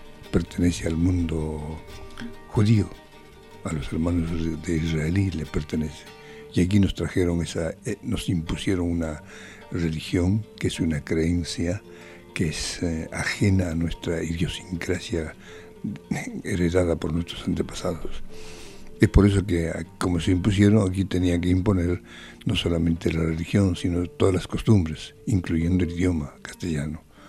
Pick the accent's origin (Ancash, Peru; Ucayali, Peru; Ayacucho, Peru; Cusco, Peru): Cusco, Peru; en el colegio, me han dicho que no podía yo hablar el quechua, porque yo soy de Perú, entonces ahí en la misma ciudad nos prohibían el colegio. Es por eso que, como se prohibía en Cusco